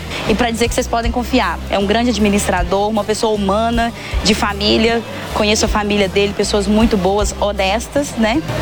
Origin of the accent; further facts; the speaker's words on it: Resende Costa, Minas Gerais, Brazil; eu sou de Resende Costa, né?